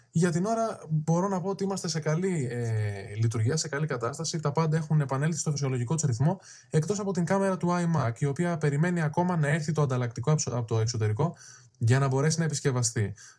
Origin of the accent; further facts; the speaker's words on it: Western Greece, Greece; Πήγα για τρεις εβδομάδες στο χωριό μου κοντά στην Άφπακτο.